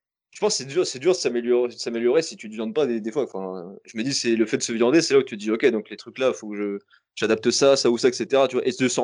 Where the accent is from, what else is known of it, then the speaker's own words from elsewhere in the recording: Toulouse, Occitanie, France; Et on va en ville avec ma caisse, je suis de Toulouse.